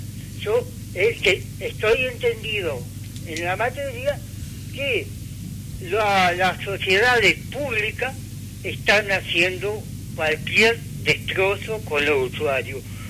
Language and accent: Spanish; Uruguay; llevándola como buenos uruguayos que somos.